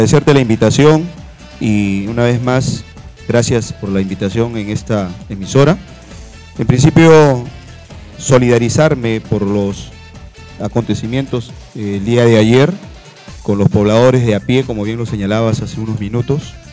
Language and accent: Spanish; Ventanilla, Callao, Peru; soy de Ventanilla, tengo más de 35 años viviendo en el distrito, soy abogado de profesión, tengo mi familia, mi esposa, mis hijas que han nacido en el distrito.